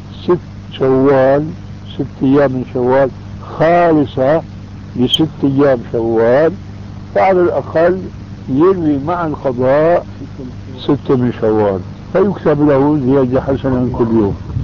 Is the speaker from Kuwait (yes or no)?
no; Syria; وانا ماني كما يقولوا عندنا في الشام حشو الكب هيك